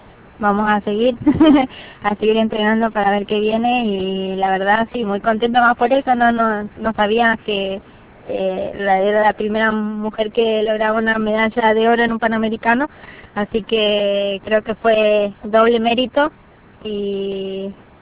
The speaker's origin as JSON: {"language": "Spanish", "town": "Las Breñas", "region": "Chaco", "country": "Argentina", "said": "a toda la gente de mi pueblo, de Las Breñas"}